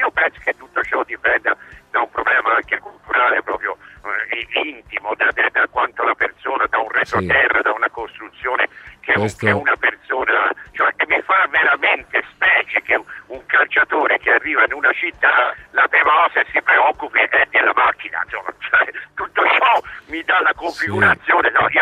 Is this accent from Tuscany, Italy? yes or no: yes; Livorno, Tuscany, Italy; io vengo da Livorno, quindi una città storica che lei sa, della sinistra, dove è stato fondato il Partito Comunista